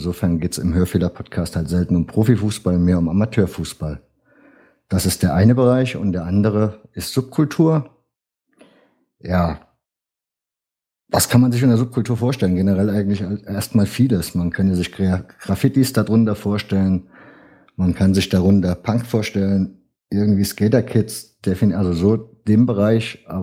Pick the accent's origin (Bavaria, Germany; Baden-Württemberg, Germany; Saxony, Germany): Saxony, Germany; Leipzig; now in Saarland, Germany; Ich selber bin 39. Ich komme ursprünglich eigentlich aus Leipzig, lebe jetzt aber seit 17 Jahren hier im Saarland.